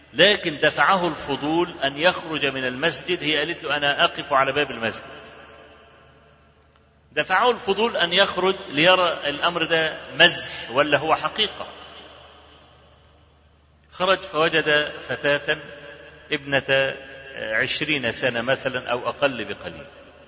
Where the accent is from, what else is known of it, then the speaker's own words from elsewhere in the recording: Egypt; عندنا في مصر